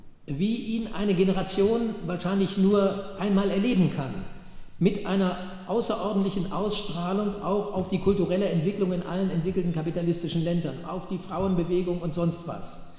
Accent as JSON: {"language": "German", "region": "Bremen", "country": "Germany", "said": "Ich komme aus Bremen. Wir waren in der Schülerbewegung. Bremen war damals eine besondere Konstellation."}